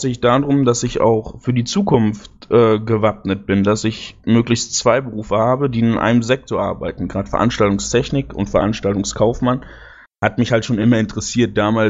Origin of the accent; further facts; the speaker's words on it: North Rhine-Westphalia, Germany; Ich komme aus der Nähe von Aachen, aus Pfalz